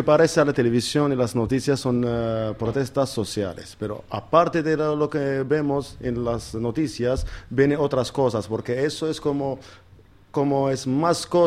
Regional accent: Israel; Sí, soy israelí.

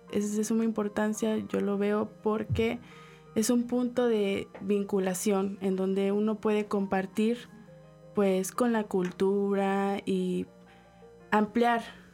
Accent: Mexico; pero pues también a veces uno como mexicano no quiere decir que tenemos el mismo punto de vista, ¿no?

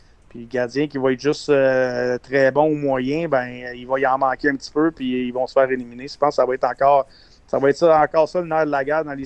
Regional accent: Quebec, Canada; nous, on est plus âgés un petit peu, puis on est des Québécois, puis on suit les Canadiens.

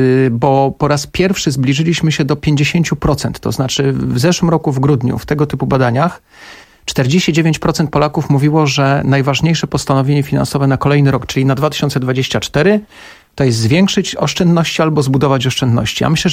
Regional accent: Kraków, Lesser Poland, Poland; Ja z Krakowa jestem.

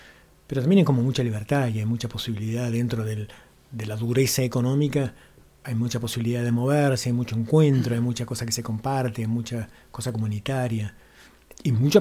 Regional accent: Mina Clavero, Córdoba, Argentina; Vos me preguntabas de mi adolescencia en Milán Clavero, que era muy áspero.

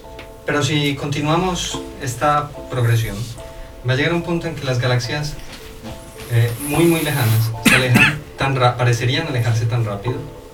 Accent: Medellín, Antioquia, Colombia; Y mi ciudad natal es Medellín, en Colombia.

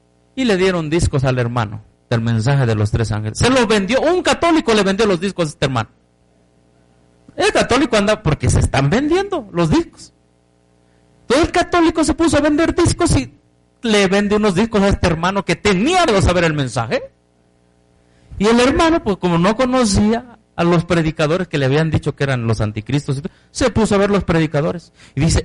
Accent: Chiapas, Mexico; now in Mexico City, Mexico; Y andaba por el tianguis de mi pueblo allá en Chiapas.

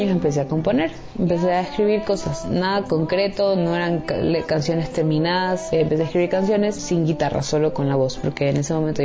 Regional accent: Ecuador; soy cantautora ecuatoriana.

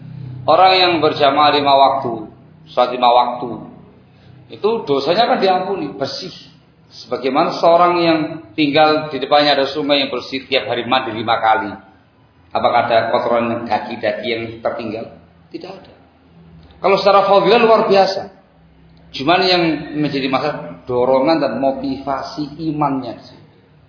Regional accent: East Java, Indonesia; Saya susah ngomong bahasa Sunda, Pak, karena saya asli Jawa Timur.

